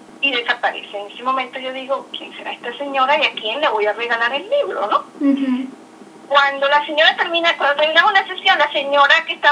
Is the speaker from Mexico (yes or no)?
no; Venezuela; now in New York, United States; soy venezolana. Tengo desde hace 7 años, vivo en Nueva York.